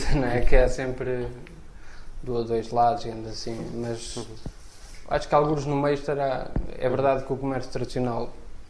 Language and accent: Portuguese; Santa Maria da Feira, Aveiro, Portugal; eu não sou do Porto, sou do Conselho da Feira, mas já quase a Gaia, mas ainda Feira.